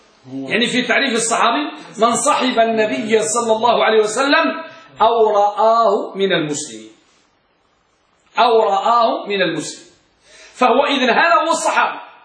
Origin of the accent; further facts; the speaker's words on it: Tangier, Tanger-Tetouan-Al Hoceima, Morocco; عندنا بطنجة